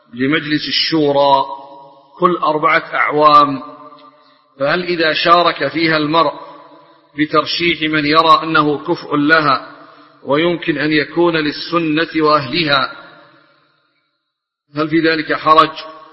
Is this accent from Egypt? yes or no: no; Yemen; الدباء لا زالت تستعمل اليوم عندنا في اليمن في البوادي في خض الحليب